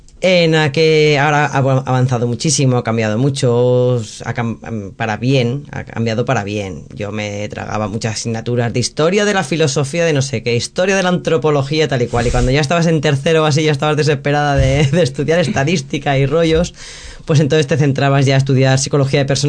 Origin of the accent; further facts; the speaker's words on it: Madrid, Community of Madrid, Spain; now in Alicante, Spain; Que soy madrileña, no... que soy madrileña y luego alicantina de adopción